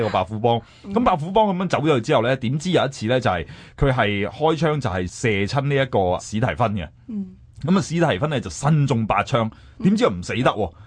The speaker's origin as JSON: {"language": "Cantonese", "country": "Hong Kong", "said": "即系我哋香港人都有我哋嘅手信啦"}